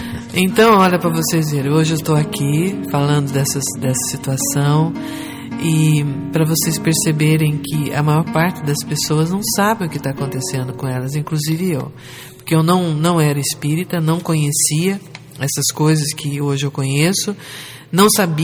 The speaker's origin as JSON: {"language": "Portuguese", "town": "Jacareí", "region": "São Paulo", "country": "Brazil", "said": "Eu sou daqui de Jacareí, eu sou daqui do Vale mesmo."}